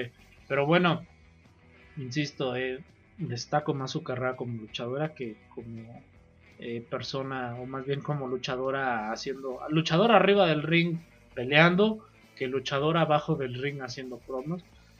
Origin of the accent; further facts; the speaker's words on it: Mexico; para nosotros como mexicanos